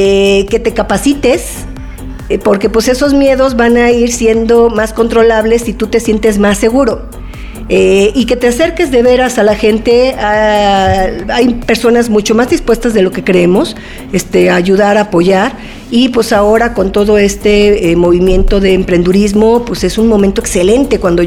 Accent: Mexico; Yo soy mexicana

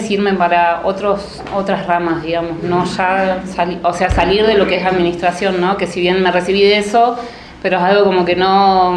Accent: Bariloche, Río Negro, Argentina; No, no soy de Buenos Aires. Soy nacida y criada en Bariloche. Soy una NIC. Vivo en la parte del Alto, en el barrio Levalle. Me crié toda la vida ahí.

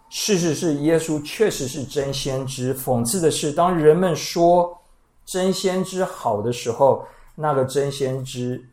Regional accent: Taiwan; 尤其我们台湾人听人说我们自己好话之后

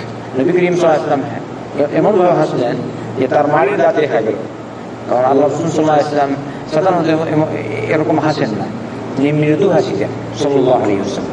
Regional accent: Bangladesh; বাংলাদেশি আমরা বাংলাদেশ মানুষ ভয় করে বাংলাদেশ যাবো নামবো

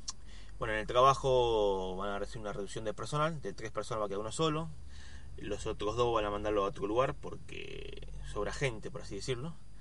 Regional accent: Argentina; Soy de Argentina.

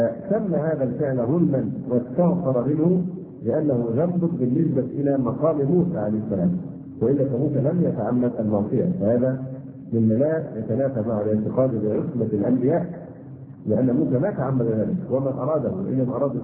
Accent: Egypt; يعني نحن كلمة مصري للغات الأجنبية حتى الآن

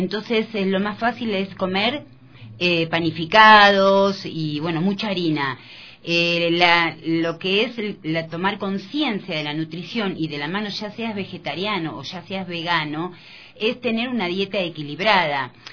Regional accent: Argentina; yo soy argentina

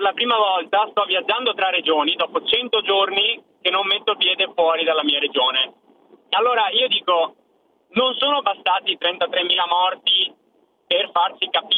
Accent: Padua, Veneto, Italy; Vede, io vengo da Padova

